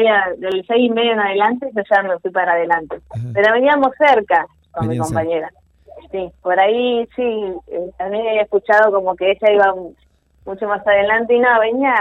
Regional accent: Otamendi, Buenos Aires, Argentina; now in Mar del Plata, Argentina; yo soy de Otamendi, hace unos años vivo en Mar del Plata.

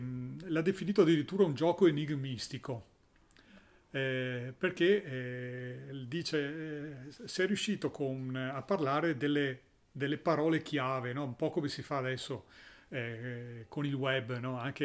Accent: Venice, Veneto, Italy; Allora, da buon veneziano, 54 è un numero che sì, mi dice tante cose

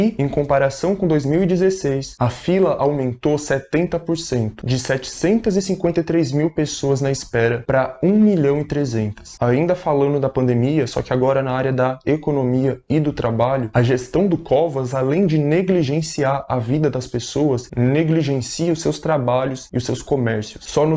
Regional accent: São Paulo, Brazil; pra quem não me conhece eu sou da periferia de São Paulo

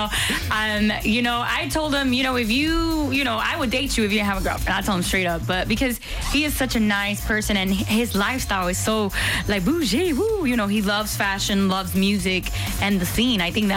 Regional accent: Dominican Republic; French is a second language; Je ne pense, parce que je parle l'espagnol, je suis dominicaine.

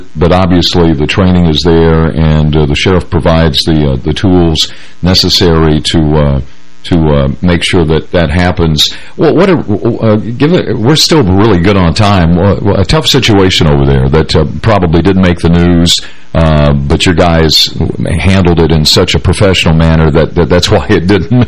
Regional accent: Michigan, United States; also born or lived in Kentucky; because I grew up in Michigan, and of course my father retired from General Motors and moved us to the great state of Kentucky

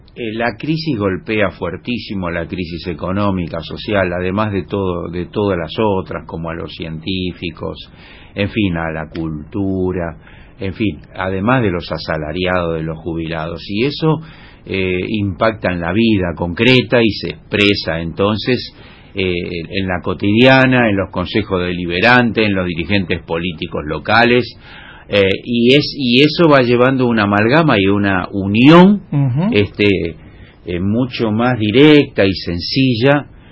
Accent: Argentina; estamos dispuestos a militar más que nunca para que eso ocurra como argentinos y como latinoamericanos

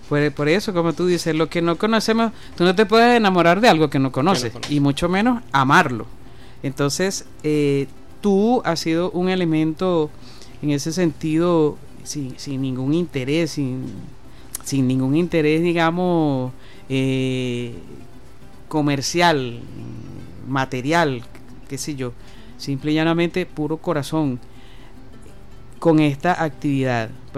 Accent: Venezuela; nos fortalecemos como pueblo, como sociedad, como venezolanos

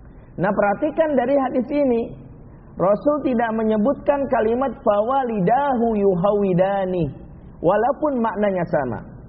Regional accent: Padang, West Sumatra, Indonesia; Ya, saya orang Padang, bisa tersinggung, sini juga banyak orang Padang.

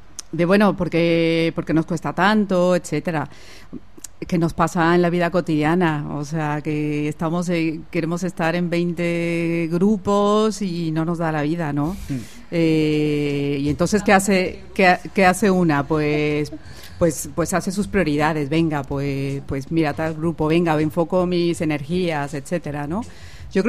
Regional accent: Mexico; now in Spain; Yo soy mexicana, llevo 13 años también viviendo en España.

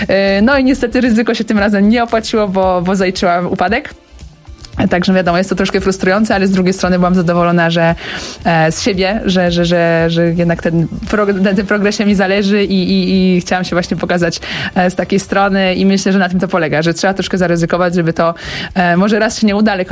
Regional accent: Łódź, Łódź Voivodeship, Poland; jestem łodzianką

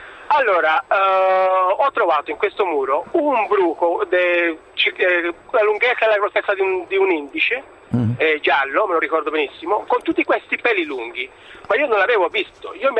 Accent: Venezuela; now in Italy; io sono originario del Venezuela e mi ricordo, ormai sono 30 anni che sono in Italia

